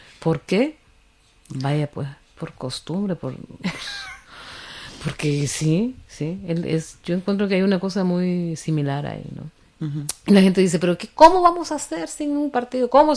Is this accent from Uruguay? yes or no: no; Honduras; moved away; yo hace rato que salí de Honduras